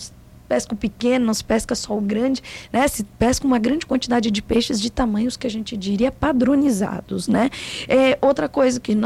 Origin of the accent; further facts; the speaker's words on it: São Paulo, Brazil; now in Pelotas, Brazil; eu, como paulista, uma paulista que viveu em vários lugares, vim para Pelotas, para a UFPEL